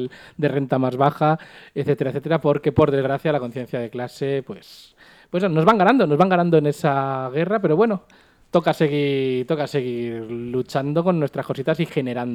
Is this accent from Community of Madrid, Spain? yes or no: yes; Madrid, Community of Madrid, Spain; Si nos agota nosotros siendo madrileños, siendo los directamente afectados